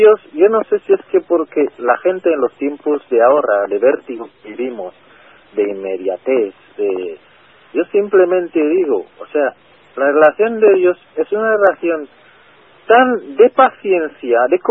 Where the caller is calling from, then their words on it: Madrid, Community of Madrid, Spain; Soy un vecino de Madrid.